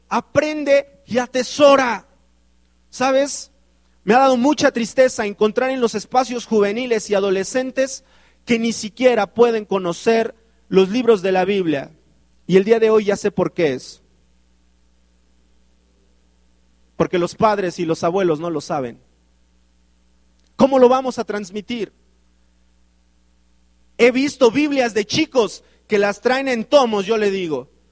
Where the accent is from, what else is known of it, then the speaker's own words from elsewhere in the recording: Mexico; Las estadísticas dicen que los mexicanos leemos 1.5 libros al año.